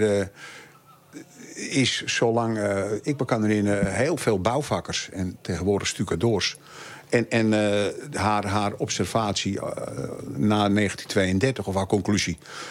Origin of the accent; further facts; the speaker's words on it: Amsterdam, North Holland, Netherlands; born there; Ik ben in Amsterdam geboren en mijn moeder was Volendamse. En toen ik 10 was, kwamen wij hier wonen.